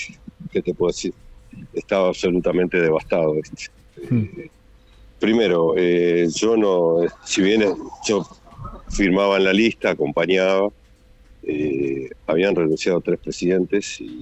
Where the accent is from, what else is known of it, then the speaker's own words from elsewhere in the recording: Montevideo, Uruguay; born there; Nací en el Buceo